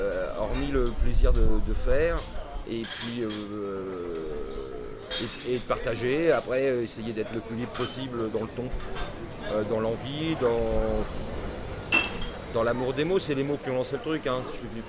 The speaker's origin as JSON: {"language": "French", "town": "Dieppe", "region": "Normandy", "country": "France", "tie": "born or raised there", "said": "j'ai grandi en Normandie"}